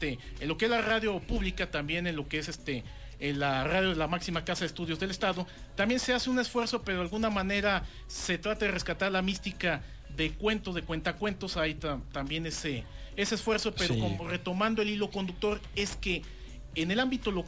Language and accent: Spanish; Michoacán, Mexico; Bueno, yo no soy paisano de La Piedad, pero bueno, es Michoacán, es lo que quiero decir.